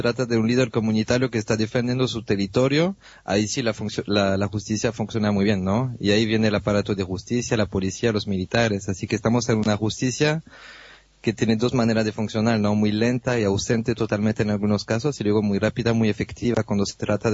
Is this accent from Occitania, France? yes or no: yes; Narbonne, Occitania, France; Spanish is a second language; Llegaron a mi pueblo, yo soy de Narbonne, y ahí se hicieron los primeros campos de concentraciones